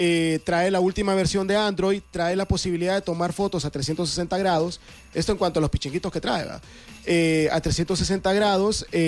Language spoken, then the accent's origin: Spanish; Honduras; nosotros como hondureños podremos disfrutar televisión